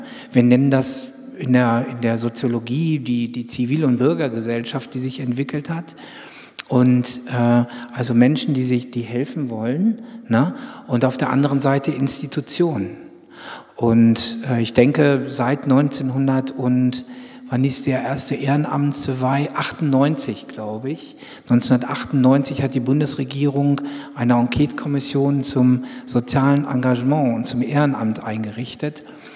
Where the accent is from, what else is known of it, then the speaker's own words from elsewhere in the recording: North Rhine-Westphalia, Germany; ich komme also auch aus Westfalen